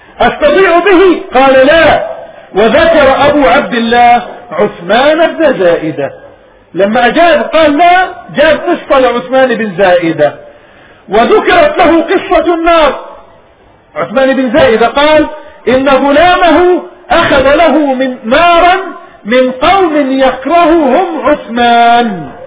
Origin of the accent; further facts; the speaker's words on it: Palestine; هذا الكلام بقي في بلادنا ربما إلى الهجرة، ثاني هجرتنا وطردنا من بلادنا فلسطين